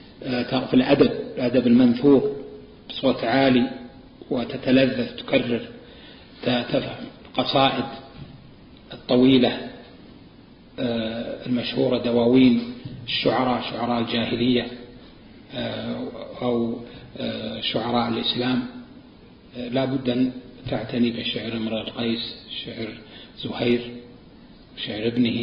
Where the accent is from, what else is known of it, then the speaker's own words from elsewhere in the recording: Najd, Saudi Arabia; مثل عندنا في نجد المستعملة